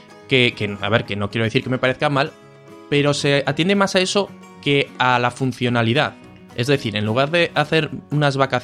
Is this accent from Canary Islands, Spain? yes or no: no; Zaragoza, Aragon, Spain; nosotros que somos de Zaragoza, en Zaragoza tenemos las fiestas del Pilar, son unas fiestas de aquí de la ciudad que son en octubre